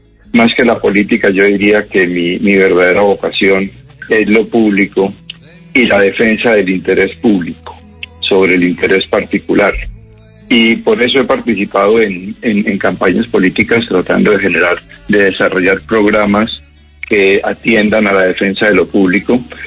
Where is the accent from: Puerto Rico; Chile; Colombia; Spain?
Colombia; Bogotá, Bogotá Capital District; also born or lived in London; now in Cali, Colombia; yo no soy de Cali. Yo soy bogotano, a la puro bogotano como tú.